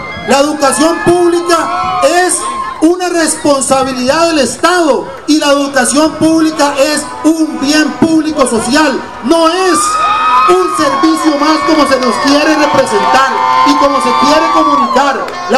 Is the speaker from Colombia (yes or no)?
no; Costa Rica; Reconocemos hoy este espacio como una fiesta que nos permite como personas costarricenses estar aquí en libertad.